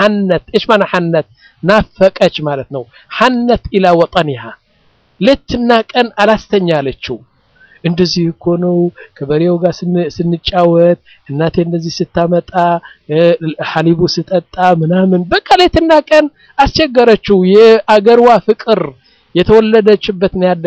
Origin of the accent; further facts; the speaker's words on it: Mendefera, Debub, Eritrea; moved away; also born or lived in Sudan; አሁን መንደፈራ የምትባለው ከተማ እኔ ያደኩባት 50 ሺህ ሰዎች ያሏት ነው ዋና ከተማ አይደለችም ያኔ ትንሽ ከተማ ነች እዛ ነው ያደኩት